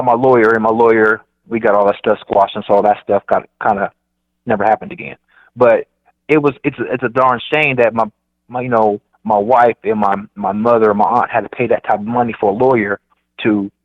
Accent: Dayton, Ohio, United States; Cause I'm from Dayton, Ohio. So Ohio was bad, but the max, our max prison was in Chillicothe.

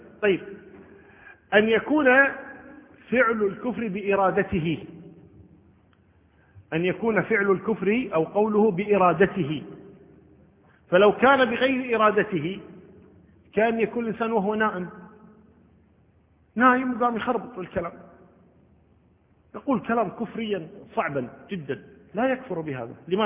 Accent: Kuwait; عندنا بالكويت

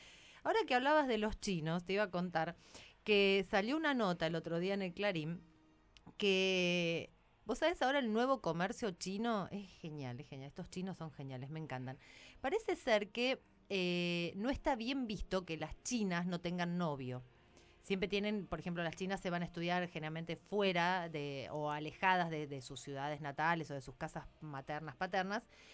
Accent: Argentina; No somos los argentinos los que discriminamos. Son ellos los que nos discriminan.

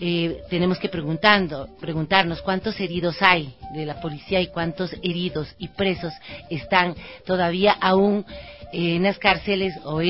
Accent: Ecuador; no podemos permitir, como ecuatorianos y ecuatorianas, que vengan a violentar y a vulnerar nuestros derechos

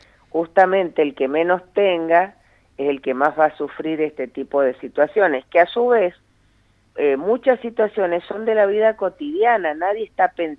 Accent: Tunuyán, Mendoza, Argentina; yo que soy de Tunuyán, sí.

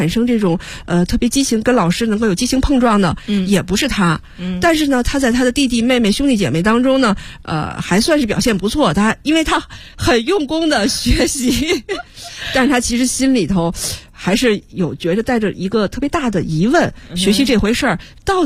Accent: China; 其实我觉得这个确实是我们中国人或者中国学生普遍的一种情况

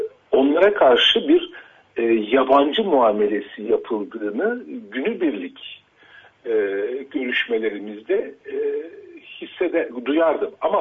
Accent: Istanbul, Turkey; ben Kurtuluş'ta büyüdüm

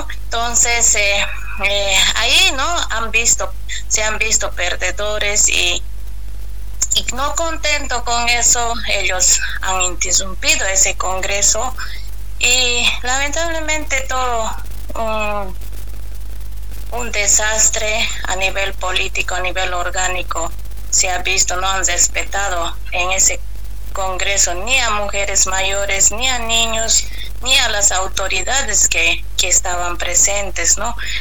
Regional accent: Cochabamba, Bolivia; Soy del Trópico de Cochabamba, de la Federación Casasco.

